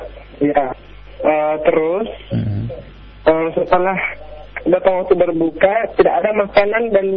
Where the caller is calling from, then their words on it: Gorontalo, Indonesia; di Gorontalo.